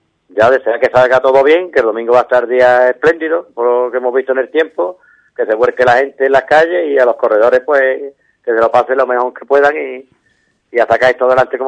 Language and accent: Spanish; Ubrique, Andalusia, Spain; el pueblo de Ubrique hay que darle un 10 porque es de las carreras que yo conozco. No es porque sea mi pueblo, pero es donde más público hay